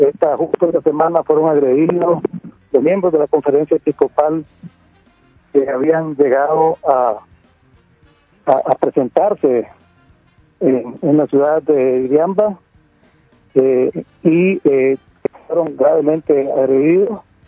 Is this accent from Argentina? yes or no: no; Nicaragua; Y como nicaragüenses, si creemos en que la paz se construye a partir de la justicia